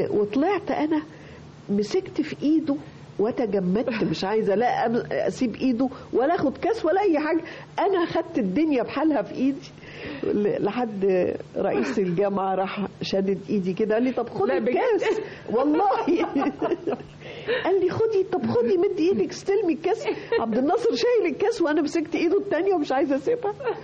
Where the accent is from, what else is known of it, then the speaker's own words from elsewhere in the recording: Alexandria, Alexandria Governorate, Egypt; أنا اسكندرانية المولد والتعليم، أنا خدت البكالوريوس تجارة من جامعة اسكندرية.